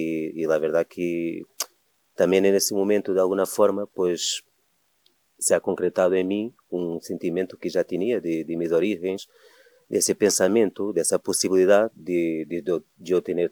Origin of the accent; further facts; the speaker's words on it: Portugal; Spanish is a second language; Bueno, soy portugués, pero mi mamá es de Algarve, que ha sido la última provincia en Portugal donde han estado los árabes.